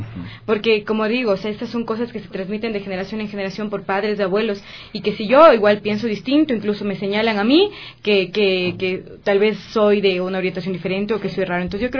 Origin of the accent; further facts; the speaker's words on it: Ecuador; como los ecuatorianos somos, pequeños, medios gorditos, claro, bronceados, con nuestros rasgos